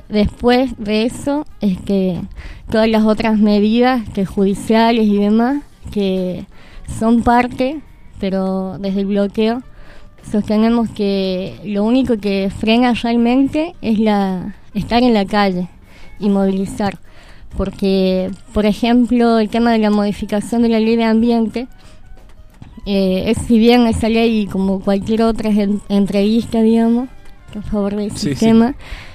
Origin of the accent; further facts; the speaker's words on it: San Martín, Argentina; now in Córdoba, Argentina; yo, como decía, soy de San Martín, pero vivo en Córdoba